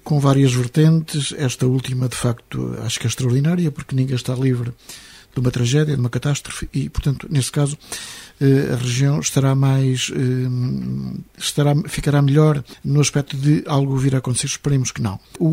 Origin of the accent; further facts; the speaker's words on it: Travancinha, Guarda, Portugal; Eu estou-me a lembrar propriamente até das minhas origens, da minha terra natal, de Travancinha.